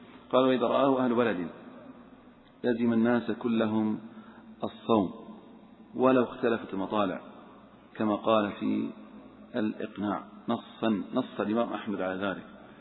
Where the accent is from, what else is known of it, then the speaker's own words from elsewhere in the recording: Saudi Arabia; لأن هناك حصل عندنا في السعودية غبار